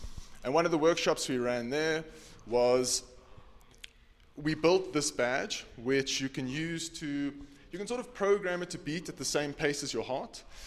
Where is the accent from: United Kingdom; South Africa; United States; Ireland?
South Africa; I'm from South Africa. For those of you that don't know, it's the red continent, country at the bottom of the African continent.